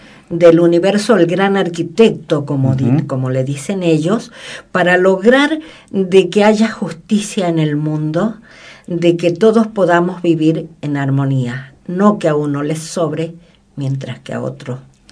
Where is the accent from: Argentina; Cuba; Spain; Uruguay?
Argentina; y que podamos seguir siendo argentinos cada vez mejores y con más ideas